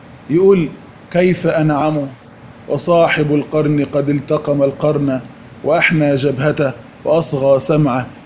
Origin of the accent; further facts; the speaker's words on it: Egypt; الحمد لله تقريبا على عمر 15 سنة كده ما يعادل الأولى ثانوي عندنا في مصر